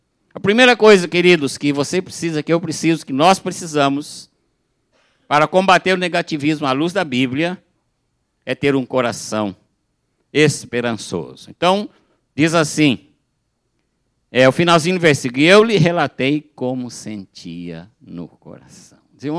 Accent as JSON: {"language": "Portuguese", "region": "São Paulo", "country": "Brazil", "said": "Eu sou do interior de São Paulo, tá? Da região que fala Porta."}